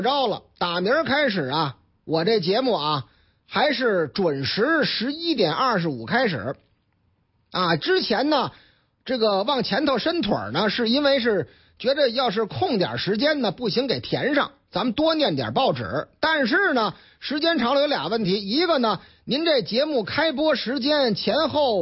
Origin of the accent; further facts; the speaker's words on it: Tianjin, China; 那个李师傅说我这天津话说的还行，是吧？可不是嘛，天津我老家嘛